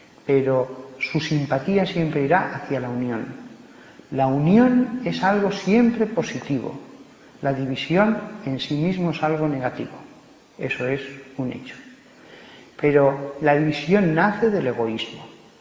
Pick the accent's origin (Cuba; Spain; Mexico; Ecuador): Spain; Aragon; Pues el egoísmo, y yo soy aragonés, dijeron que se vaya al mar.